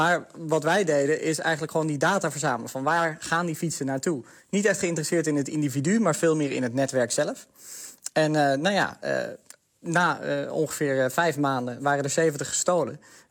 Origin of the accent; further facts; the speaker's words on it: Amsterdam, North Holland, Netherlands; ik denk juist persoonlijk als Amsterdammer, iedereen voelt dit probleem wel eens.